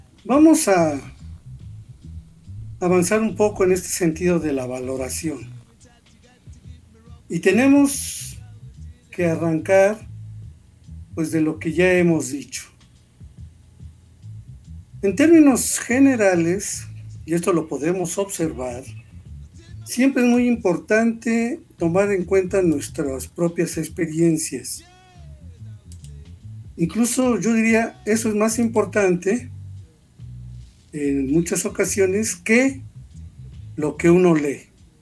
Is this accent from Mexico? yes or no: yes; Mexico; tenemos ya como mexicanos, o eso que hemos construido como historia de México, tenemos una bandera que utilizó Hidalgo